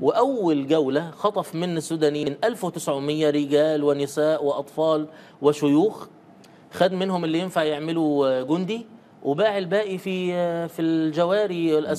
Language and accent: Arabic; Egypt; دلوقتي عندنا في مصر مثلا